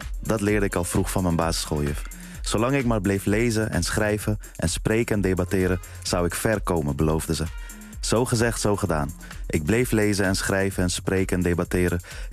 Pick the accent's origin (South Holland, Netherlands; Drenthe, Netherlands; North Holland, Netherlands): North Holland, Netherlands; Amsterdam; En ik kom ook uit Amsterdam-Noord.